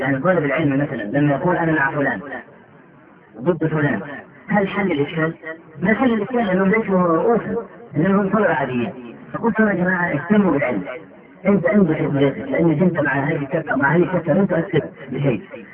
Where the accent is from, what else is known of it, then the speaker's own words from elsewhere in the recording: Egypt; تختلف يعني مثلا عندنا في مصر دخول البرلمان لا قيمه له